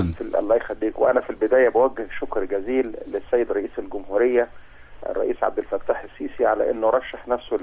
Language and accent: Arabic; Alexandria, Alexandria Governorate, Egypt; أنا من إسكندرية